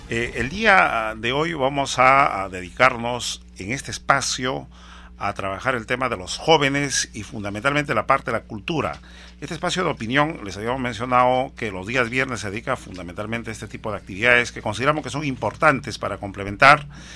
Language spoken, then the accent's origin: Spanish; Huancavelica, Peru; first language Quechua; Spanish is a second language; Yo soy huancavelicano y quechua hablante, ¿no? Y se me ocurrió visitar mi tierra